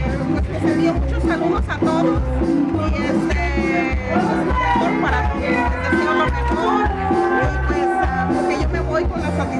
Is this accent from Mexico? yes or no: yes; Colima, Mexico; yo soy del estado de Colima.